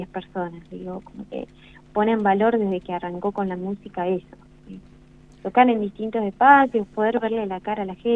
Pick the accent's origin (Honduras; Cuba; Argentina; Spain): Argentina; La Pampa; No, de acá, de La Pampa.